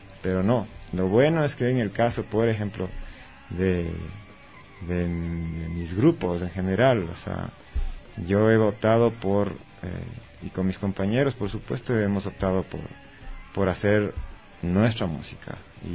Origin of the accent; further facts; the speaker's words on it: Latacunga, Cotopaxi, Ecuador; gente de Cotopaxi, ¿no? Yo soy de la Tacunga.